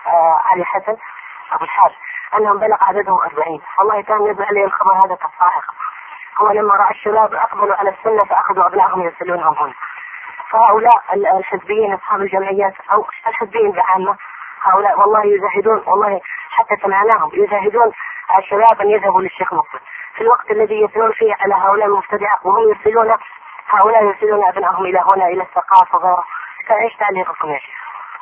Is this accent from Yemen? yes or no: yes; Hadhramaut, Yemen; عندنا في حضرموت